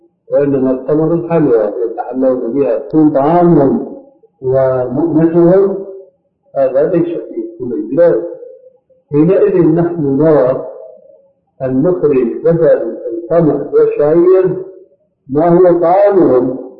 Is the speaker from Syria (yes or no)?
yes; Syria; في القرى يمكن موجود هذا عندكم موجود عندنا في سوريا لكن هذا في القرى